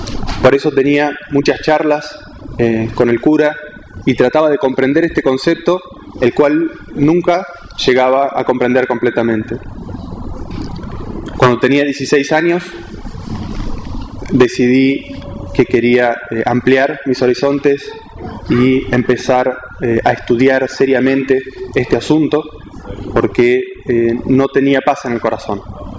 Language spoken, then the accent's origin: Spanish; Argentina; soy argentino, nací en Argentina y soy musulmán desde hace 17 años, alhamdulillah, y que provengo de una familia católica, tibia, que no era muy practicante